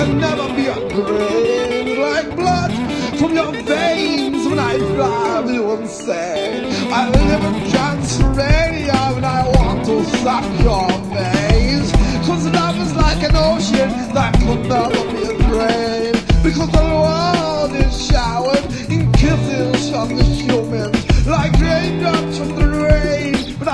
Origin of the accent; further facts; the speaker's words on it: England, United Kingdom; I'm English, but when I try and sound European, do I sound like a vampire?